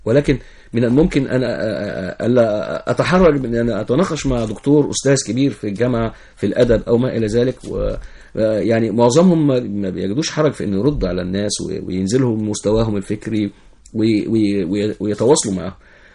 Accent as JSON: {"language": "Arabic", "country": "Egypt", "said": "يعني احنا عندنا في مصر شيزوفرينيا الكترونية."}